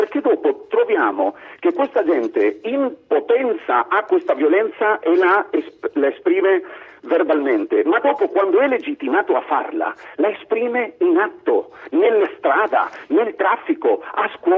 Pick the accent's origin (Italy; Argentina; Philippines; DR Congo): Argentina; Io sono argentino, vado a vedermi quelli spagnoli